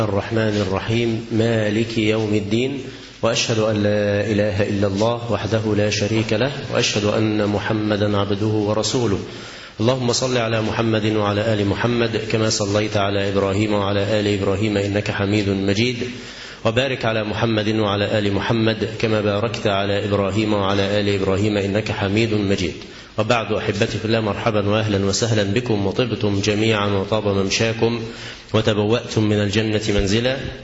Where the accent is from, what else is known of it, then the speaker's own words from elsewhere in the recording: Egypt; وقد من الله عز وجل على بلدنا مصر بتغيير النظام،